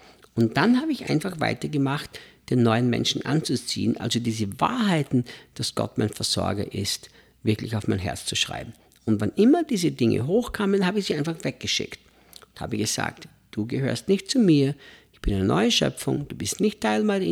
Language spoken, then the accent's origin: German; Austria; Ich als Österreicher, als Europäer, wir sind ja Leute, die es kaum gelernt haben, in Stille zu leben